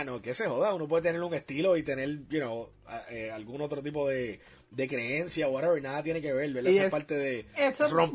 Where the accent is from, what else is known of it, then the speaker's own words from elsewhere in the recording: Humacao, Puerto Rico; yo nací en Humacao, pasé mucho tiempo en Humacao también